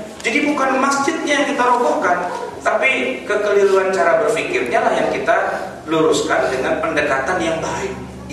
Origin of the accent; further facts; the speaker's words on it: Jakarta, Indonesia; saya ini orang Betawi.